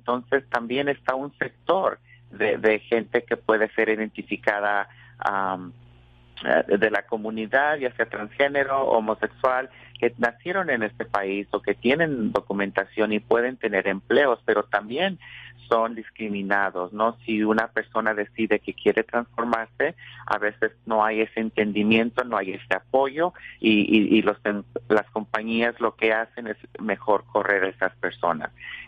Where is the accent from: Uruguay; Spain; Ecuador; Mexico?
Mexico; moved away